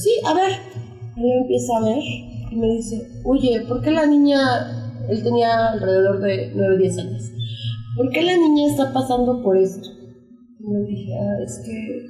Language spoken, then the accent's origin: Spanish; Chiapas, Mexico; Yo soy de Chiapas, ¿no? Entonces, en ese estado, aparte de que es un estado muy pobre y muy ignorante y súper conservador en algunos puntos